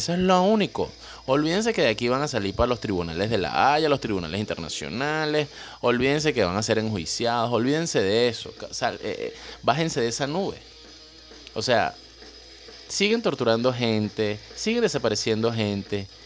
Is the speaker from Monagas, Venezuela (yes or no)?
no; Caracas, Capital District, Venezuela; Yo viví en el Valle, crecí en el Valle.